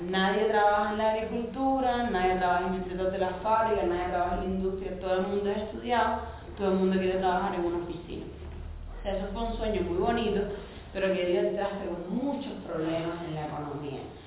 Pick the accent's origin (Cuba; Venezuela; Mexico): Cuba; El cubano de a pie es una frase que nosotros utilizamos mucho porque es como el cubano común